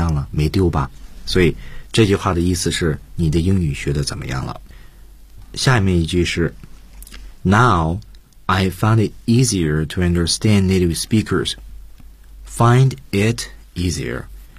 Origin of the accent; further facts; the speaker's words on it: China; 那么其实我们中国人也在寻找一些个特别传统经典的表达法的翻译版本